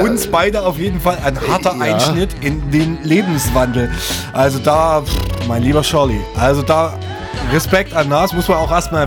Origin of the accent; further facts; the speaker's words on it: Chemnitz, Saxony, Germany; Aber wir kommen beide aus Sachsen, als Chemnitz, um genau zu sein.